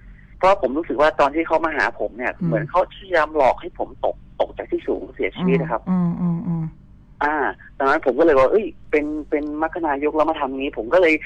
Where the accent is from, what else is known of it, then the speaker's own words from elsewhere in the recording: Prachin Buri, Thailand; moved away as an adult; also born or lived in Bangkok; หลังจากที่ผมจบมัธยมจากปราจีนบุรีนะครับบ้านผมอยู่ปราจีนบุรีใช่ไหมครับ ก็มาเรียนต่อที่สังเสาที่กรุงเทพนะครับ